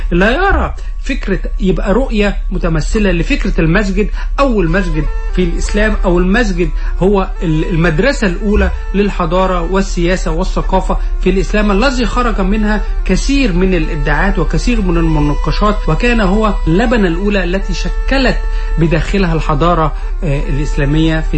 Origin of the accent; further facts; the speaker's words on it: Egypt; انما نحن كمصريين نعتبر الفترة المملوكية أو العصر المملوكي في مصر